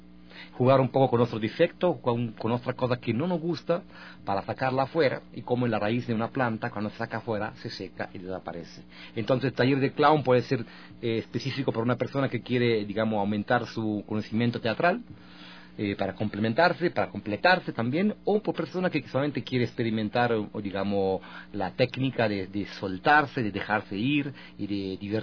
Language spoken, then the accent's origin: Spanish; Italy; Spanish is a second language; Yo soy italiano, mi formación teatral comienza con la Comedia del Arte en Italia, en la Escuela de Teatro en Bolonia